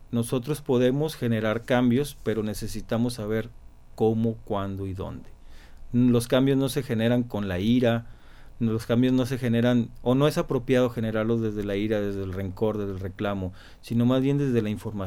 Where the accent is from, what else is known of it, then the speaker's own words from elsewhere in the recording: Mexico; Pues yo lo que pienso es que, como mexicanos, ¿qué podemos hacer?